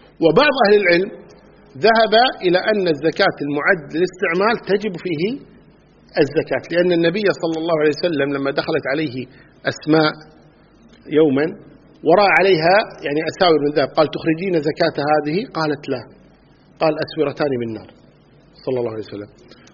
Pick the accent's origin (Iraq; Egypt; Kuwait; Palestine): Kuwait; مثل أهل البادية مثلا عندنا في الكويت هنا